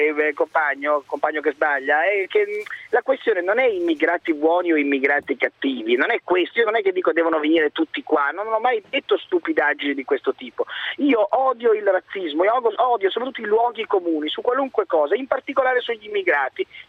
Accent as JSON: {"language": "Italian", "town": "Padua", "region": "Veneto", "country": "Italy", "tie": "born there", "said": "sono sbarcato da poco nella mia città natale, a Padova. In questo momento sono a Padova"}